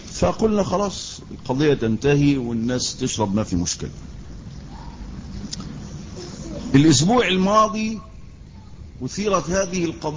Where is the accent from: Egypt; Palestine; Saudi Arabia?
Egypt; وعندنا في مصر يعني اي ضيف بيجي بتاع انزل جيب ازازة كولا